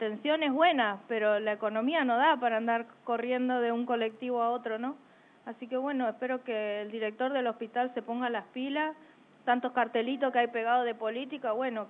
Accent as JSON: {"language": "Spanish", "region": "Chaco", "country": "Argentina", "said": "porque uno piensa que porque viene del interior, yo soy chaqueña, y te escuchan hablar"}